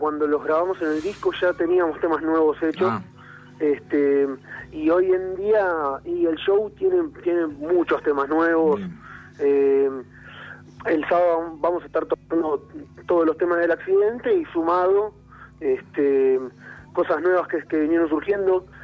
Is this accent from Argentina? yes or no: yes; Pilar, Buenos Aires Province, Argentina; nosotros somos todos muchachos de Pilar.